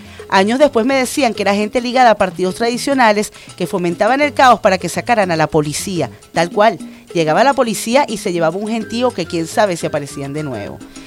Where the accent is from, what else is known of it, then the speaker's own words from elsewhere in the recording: Venezuela; la autoestima como venezolana se me empezó a ir al piso